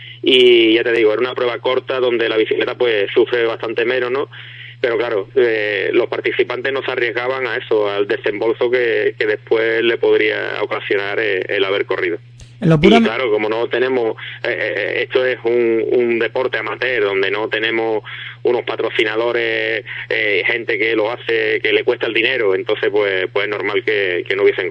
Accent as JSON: {"language": "Spanish", "town": "Ubrique", "region": "Andalusia", "country": "Spain", "tie": "born or raised there", "said": "he conseguido que en mi pueblo haya un circuito de rally"}